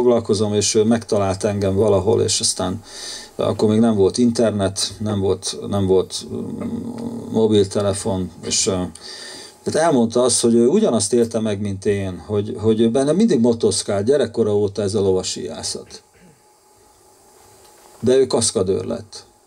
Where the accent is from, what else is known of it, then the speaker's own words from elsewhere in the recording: Kaposmérő, Somogy, Hungary; És ő miskolci volt ez a fiú, én kaposmérői vagyok.